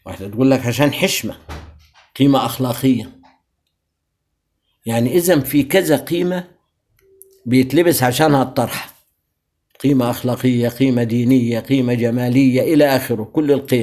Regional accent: Egypt; إحنا كمصريين لنا ثقافة كلنا عامة

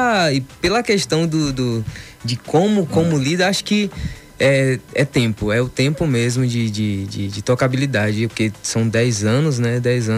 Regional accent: Tirussu, Bahia, Brazil; born there; Eu nasci em Tirussu.

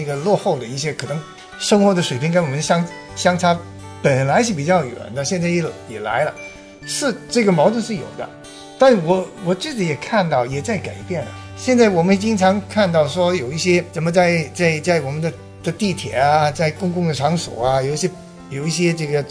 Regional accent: Hong Kong; 我是老实说，我在香港长大

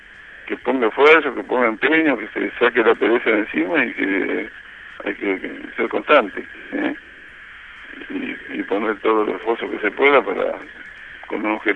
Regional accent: Reynosa, Tamaulipas, Mexico; born there; nacimos de una familia humilde. Entonces, yo nací en Reynosa, en el Mineno Reynosa, mi viejo tenía una herrería

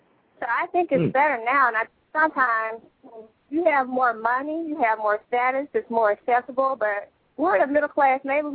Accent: Atlanta, Georgia, United States; Yes, I'm from Atlanta. Yeah, right here in Atlanta, Georgia.

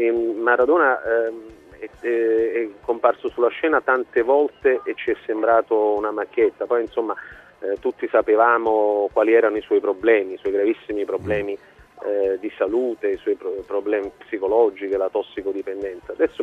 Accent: Naples, Campania, Italy; essendo io napoletano

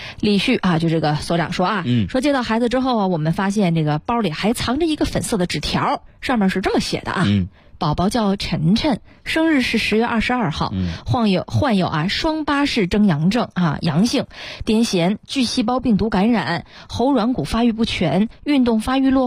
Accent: Beijing, China; 那就在我家乡山下

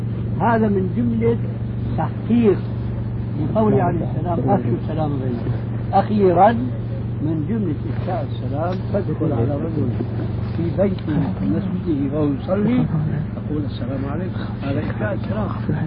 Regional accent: Syria; يعني كما يقولون عندنا في الشام

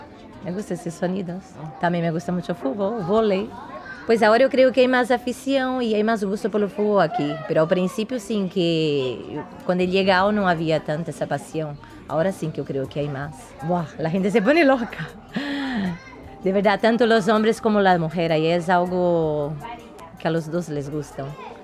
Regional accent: São Paulo, Brazil; now in Spain; vengo de Brasil, soy de São Paulo y llevo 19 años en España, 15 años en Sarta Aguda. Estoy casada con un español, tengo 2 niños.

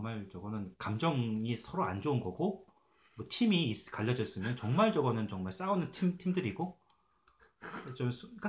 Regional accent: South Korea; 저도 이제 한국 사람이다 보니까

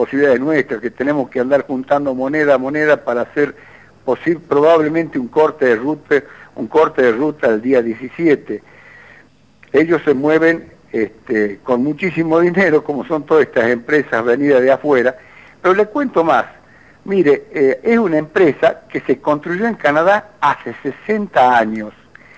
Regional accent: Metán, Salta, Argentina; Nosotros somos de Metán. Metán está al sur de Salta, para ubicarlo más o menos 140 kilómetros al sur de Salta, yendo en la ruta que va a Tucumán, en la ruta 34.

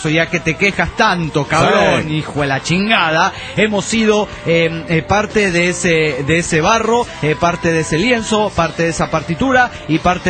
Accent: Canary Islands, Spain; Hola, ¿qué tal? … de las Islas Canarias.

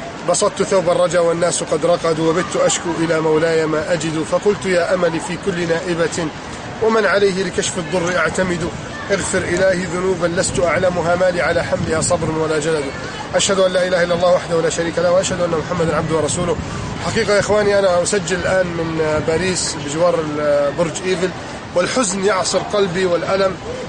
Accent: Egypt; وحفظ الله بلدي مصر

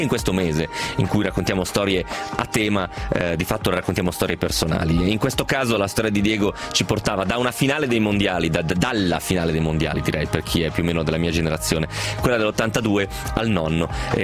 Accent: Parma, Emilia-Romagna, Italy; noi siamo di Parma, ragazzi

